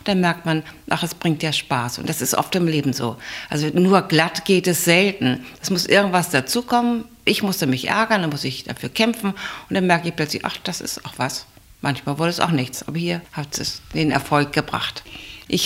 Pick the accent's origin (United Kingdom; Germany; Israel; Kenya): Germany; Bad Segeberg, Schleswig-Holstein; Bin immer ganz stolz gewesen, als Kind Kriegskind zu sein. Denn ich bin in Bad Segeberg geboren, in Holstein, und da gab es so gut wie kaum etwas vom Krieg.